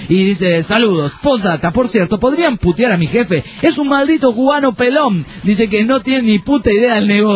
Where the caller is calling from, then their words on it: Guadalajara, Jalisco, Mexico; de Guadalajara, ¡jal! Y el jal es de Jalisco, ¿no?